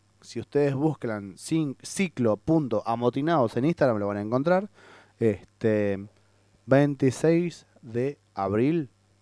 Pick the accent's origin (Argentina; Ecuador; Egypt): Argentina; Porque somos argentinos.